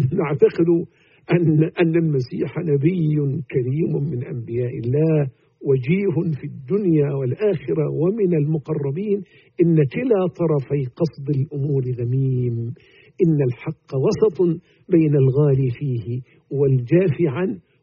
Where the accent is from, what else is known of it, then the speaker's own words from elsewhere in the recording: Egypt; حتى تسمى عندنا في مصر يسمون عاشوراء